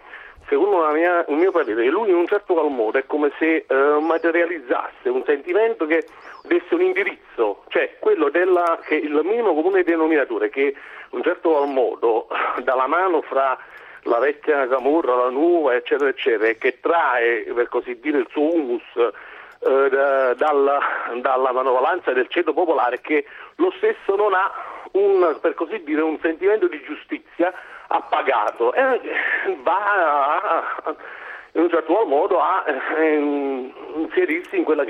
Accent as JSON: {"language": "Italian", "town": "Naples", "region": "Campania", "country": "Italy", "said": "io sono originario di Napoli, ma vivo a nord Italia da..."}